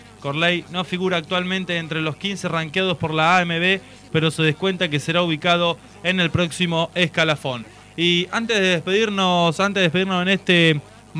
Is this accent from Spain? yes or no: no; Henderson, Buenos Aires Province, Argentina; pero realmente soy de Henderson, tengo familia que ha jugado al pato